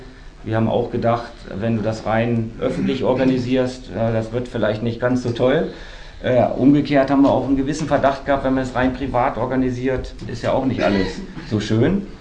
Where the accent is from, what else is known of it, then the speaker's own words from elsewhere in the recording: Wolfsburg, Lower Saxony, Germany; now in Berlin, Germany; Ne, von Wolfsburg, sozusagen von Hauptstadt zu Hauptstadt. Ich komme aus der Hauptstadt von Volkswagen. Bin jetzt hier in der deutschen Hauptstadt angekommen.